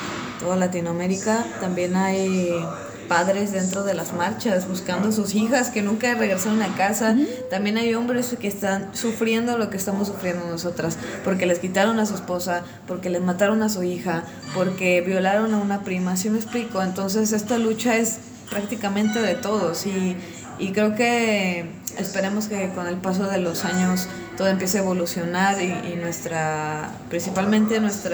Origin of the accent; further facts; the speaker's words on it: Mexico; De repente en los conciertos estábamos hablando, venimos de México